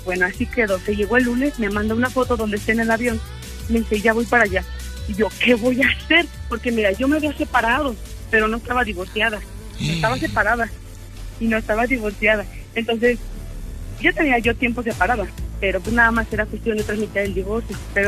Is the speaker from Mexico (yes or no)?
yes; Guanajuato, Mexico; yo soy de acá, de Guanajuato